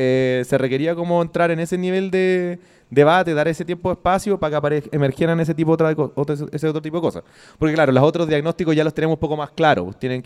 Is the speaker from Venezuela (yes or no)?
no; Temuco, Araucanía, Chile; now in Santiago, Chile; sobre todo acá en Santiago, yo soy de Temuco, entonces también conozco otra experiencia